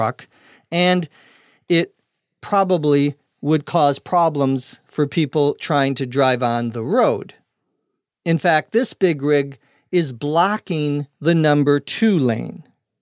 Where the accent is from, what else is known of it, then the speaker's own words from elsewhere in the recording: Minnesota, United States; runs in the middle of the United States through my home state of Minnesota.